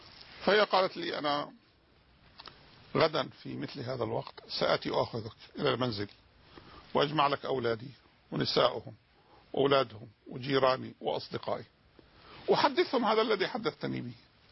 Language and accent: Arabic; Jordan; أعظم مسجد موجود عندنا في الأردن يتسع إلى 10,000 واحد.